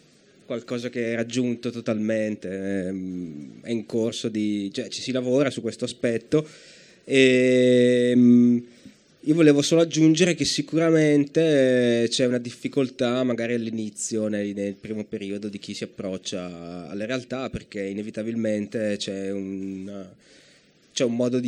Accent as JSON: {"language": "Italian", "town": "Brescia", "region": "Lombardy", "country": "Italy", "said": "che sono bresciano"}